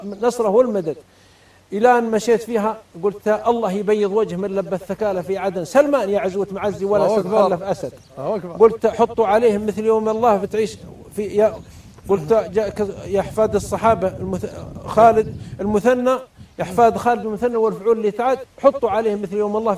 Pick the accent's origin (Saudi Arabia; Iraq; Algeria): Saudi Arabia; Riyadh, Riyadh Province; وأنا من الرياض